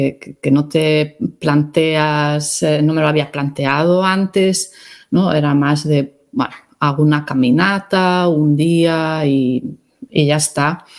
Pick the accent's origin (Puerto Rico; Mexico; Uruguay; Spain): Spain; Pontevedra, Galicia; Yo en mi vida había visto un peregrino pasando por Pontevedra. Cuando era pequeña, cuando estaba creciendo tal en Pontevedra, ni veíamos peregrinos